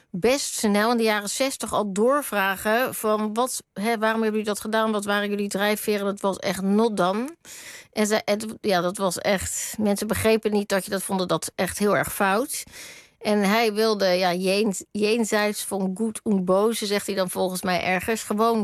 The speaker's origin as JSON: {"language": "Dutch", "town": "Rotterdam", "region": "South Holland", "country": "Netherlands", "said": "Hij was heel lang uit Rotterdam, waar ik vandaan kom, weg."}